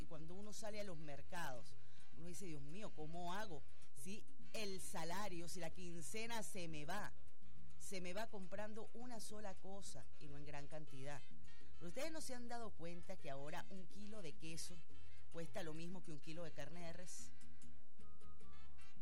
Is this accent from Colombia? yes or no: no; Venezuela